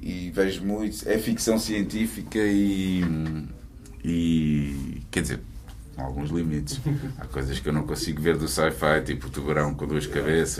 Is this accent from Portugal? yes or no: yes; Almada, Setúbal, Portugal; eu vim da Almada, puto, para ir ao King e ao Quarteto, mais ao King.